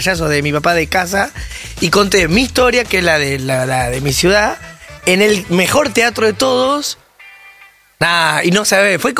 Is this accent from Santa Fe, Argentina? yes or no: yes; Rosario, Santa Fe, Argentina; Y bueno, soy un rosarino.